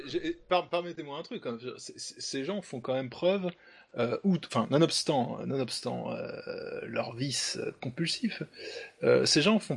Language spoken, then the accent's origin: French; France; J'aimerais que cet esprit nous anime tous en tant que Français